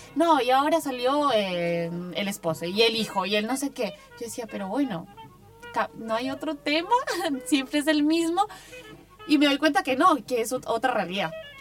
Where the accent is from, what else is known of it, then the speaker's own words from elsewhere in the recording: Colombia; yo lo digo por lo que soy colombiana